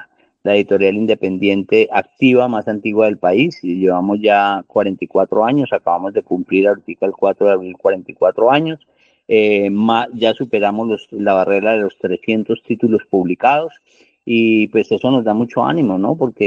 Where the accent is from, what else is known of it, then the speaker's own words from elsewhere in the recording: Colombia; uno como colombiano está en primera fila con la Filbo